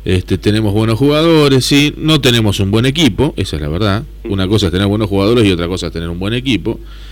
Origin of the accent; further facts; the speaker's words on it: Argentina; Me parece que por ahí somos todos los argentinos, ¿no?